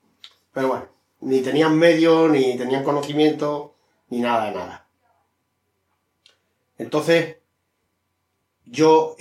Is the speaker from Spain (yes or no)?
yes; Spain; Y pues se encartó que vino Franco a mi pueblo, que el Franco normalmente no salía de Madrid, iba un poco a España, por España.